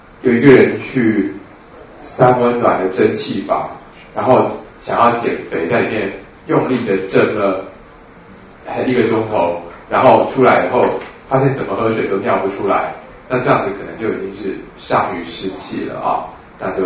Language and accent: Chinese; Taiwan; 还是说我们台湾人都讨厌啊？